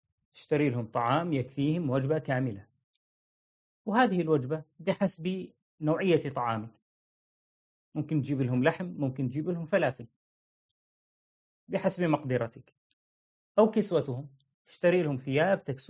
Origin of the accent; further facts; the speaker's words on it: Syria; ولسه في عندنا في سوريا في عرف هكذا عند الناس